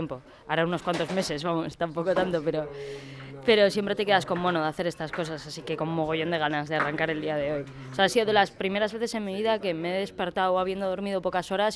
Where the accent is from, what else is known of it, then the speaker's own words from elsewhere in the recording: Bilbao, Basque Country, Spain; No, nosotros venimos de Bilbao. Vengo con Arkaitz, venimos de Bilbao.